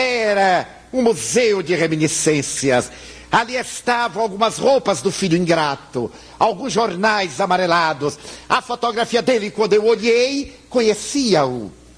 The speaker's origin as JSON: {"language": "Portuguese", "region": "Bahia", "country": "Brazil", "said": "Como eu sou baiano, eu devo ter aqui uma boa percentagem, o que eu sou é pálido, não é branco. Eu sou pálido."}